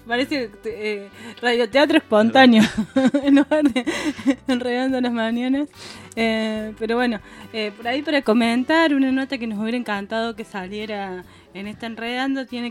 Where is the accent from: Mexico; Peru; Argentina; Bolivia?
Argentina; Córdoba; Los que vivimos y que nos criamos en Córdoba capital